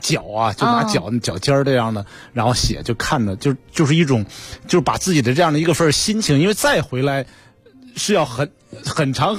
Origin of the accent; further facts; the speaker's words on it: Qinhuangdao, Hebei, China; 我就是从秦皇岛出生的，从秦皇岛长大的。